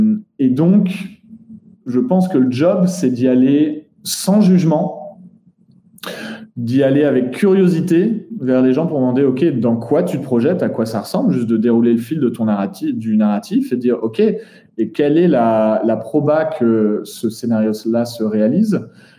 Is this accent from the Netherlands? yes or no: yes; Netherlands; Moi, j'ai grandi aux Pays-Bas.